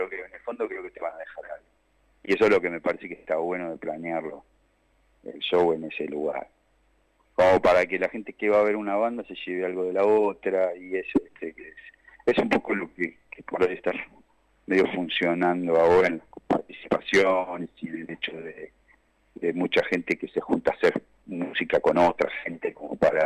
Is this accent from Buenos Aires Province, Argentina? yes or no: yes; Temperley, Buenos Aires Province, Argentina; now in Mar del Plata, Argentina; yo soy del sur también, yo viví mucho tiempo